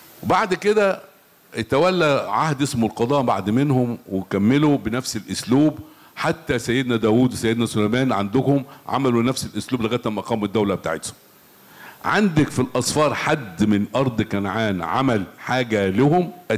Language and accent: Arabic; Egypt; لازم يكون عندنا المصريين ثقه كده.